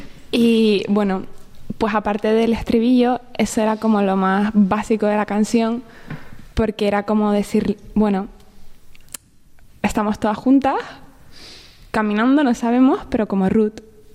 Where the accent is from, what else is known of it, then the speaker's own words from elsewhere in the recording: Tenerife, Canary Islands, Spain; Soy de Tenerife.